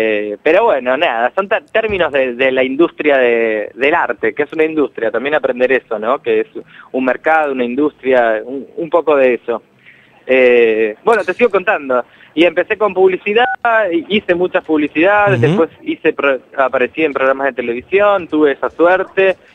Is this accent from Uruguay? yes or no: yes; Uruguay; moved away as an adult; now in Argentina; En realidad soy uruguayo, nací en Uruguay y vivo hace bastante, ya casi 13 o 14 años acá.